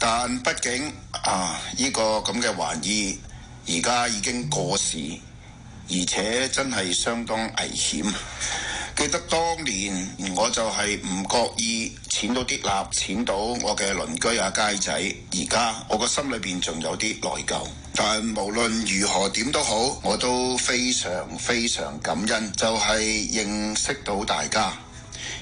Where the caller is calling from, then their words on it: Ohio, United States; 最后我想介绍一下我自己，我是来自俄亥俄州的